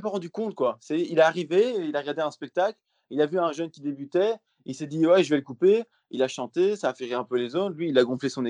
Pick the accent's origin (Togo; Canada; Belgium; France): Belgium; Rochefort, Wallonia; je Rochefort, et je dis, ouais, je suis belge, en fait, tu vois.